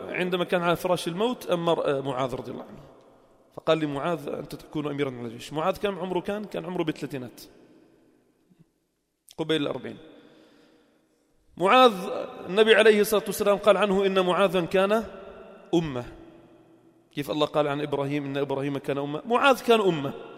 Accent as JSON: {"language": "Arabic", "town": "Sidon", "region": "South Governorate", "country": "Lebanon", "said": "فكان في منطقة شرحبيل عندنا في صيدا كان له مكوث ومقام للجهاد في سبيل الله"}